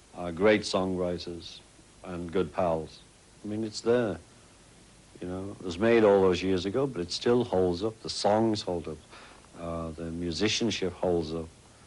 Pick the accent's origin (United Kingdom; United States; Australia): United Kingdom; England; It was just Miami to me, you know, being English, but it's actually Florida now.